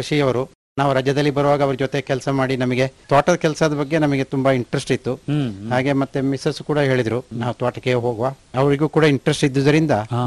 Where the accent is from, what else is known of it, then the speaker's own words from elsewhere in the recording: Palibetta, Karnataka, India; Polibetta.